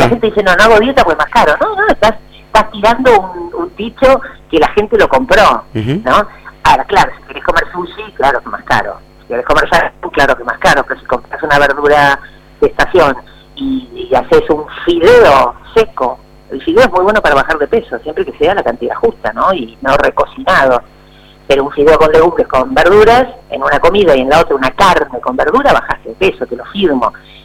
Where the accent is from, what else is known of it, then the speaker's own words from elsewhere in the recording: Argentina; No comemos igual, no sé, los jujeños que los porteños, uh-huh. Y somos argentinos.